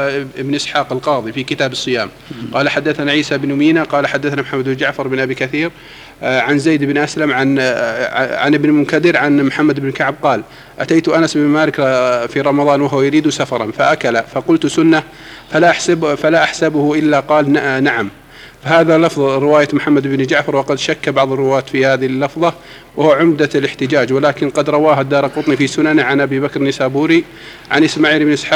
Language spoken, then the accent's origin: Arabic; Egypt; نحن مقيمين هنا وأهالينا مثلا في نعرف بعض الناس الضعاف عندنا في مصر